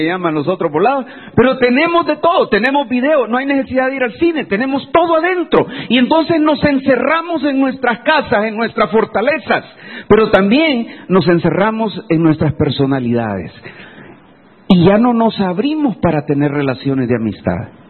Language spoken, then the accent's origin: Spanish; Santa Tecla, La Libertad, El Salvador; Hace muchos años, yo recuerdo en mi pueblo, ahí en Santa Tecla, todo el mundo nos conocíamos.